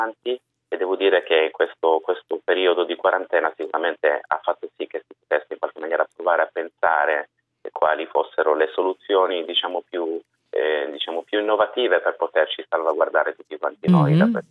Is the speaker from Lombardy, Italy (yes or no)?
no; Turin, Piedmont, Italy; Sì, io sono di Torino, svolgo la mia attività settimanale a Roma.